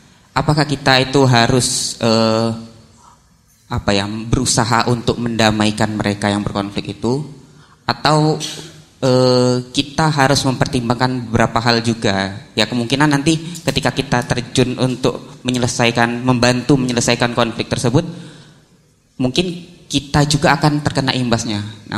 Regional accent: Palembang, South Sumatra, Indonesia; asal dari Palembang, sekarang kuliah di UIN Sunan Kalijaga.

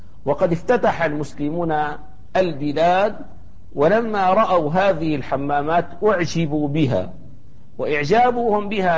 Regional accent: Damascus, Damascus Governorate, Syria; كان الأمر السائد حتى في بلدتنا دمشق

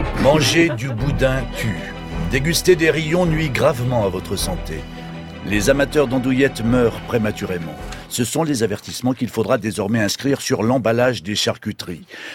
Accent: Normandy, France; Et en tant que Normand, je ne pouvais pas me taire.

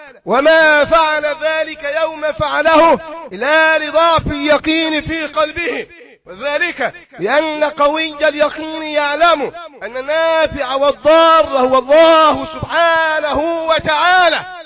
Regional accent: Egypt; في مرحلة متقدمة في بلدنا مصر وفي بعض البلاد العربية

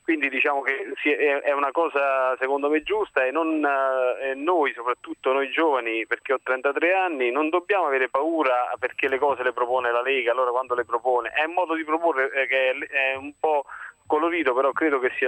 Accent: Avellino, Campania, Italy; Io sono del sud, sono di Avellino

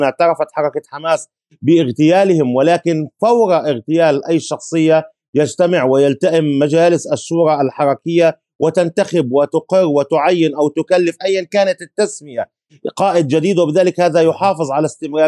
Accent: Palestine; كفلسطينيين لا يمكننا أن نرجح الرواية الإسرائيلية

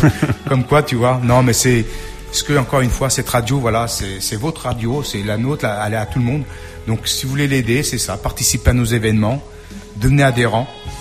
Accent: Portugal; French is a second language; C'est vrai que je fais mon émission plus en français qu'en portugais. Je suis portugais, hein.

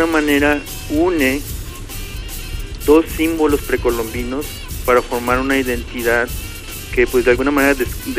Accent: Mexico; de nuestra personalidad como mexicanos

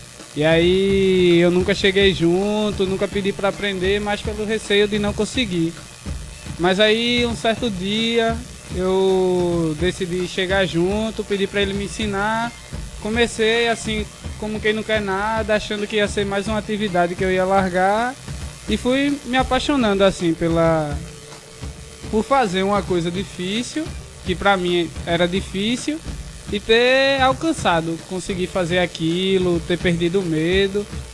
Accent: Camaragibe, Pernambuco, Brazil; sou malabarista também, trabalho na rua, tipo, sou de Camaragibe

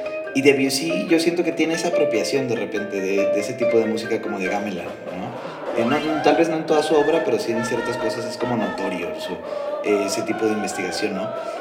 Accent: Nuevo León, Mexico; Tú sabes cómo somos los regios.

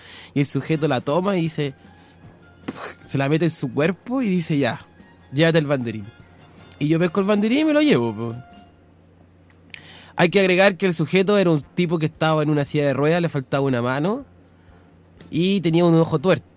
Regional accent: Talca, Maule, Chile; Yo también soy de Talca.

